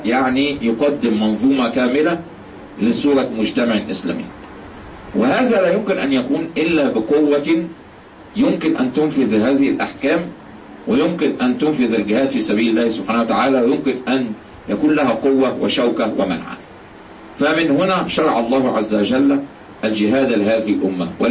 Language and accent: Arabic; Egypt; إحنا النهارده عندنا في مصر